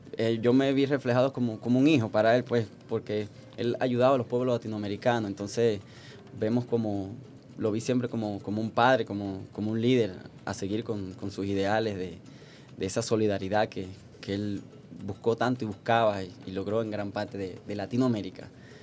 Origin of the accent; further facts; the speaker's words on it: Bayamo, Granma, Cuba; De la ciudad de Bayamo. Un saludo a mi pueblo.